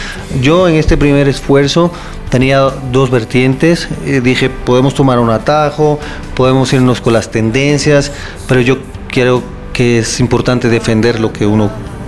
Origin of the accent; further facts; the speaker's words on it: Puerto Rico; Yo soy puertorriqueño.